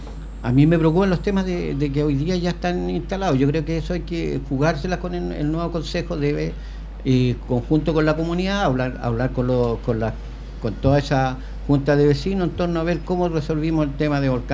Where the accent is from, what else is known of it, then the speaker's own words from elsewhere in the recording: Puente Alto, Santiago Metropolitan Region, Chile; yo nací acá en Puente Alto, me crié en Puente Alto, iba ahí a bañarme al pantano que estaba ahí al lado de la Volcanita